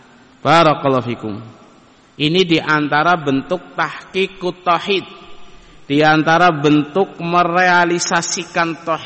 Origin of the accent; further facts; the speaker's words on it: Banyumas, Central Java, Indonesia; Kita orang Banyumas jangan berani keluar hari Sabtu. hari apesnya orang Banyumas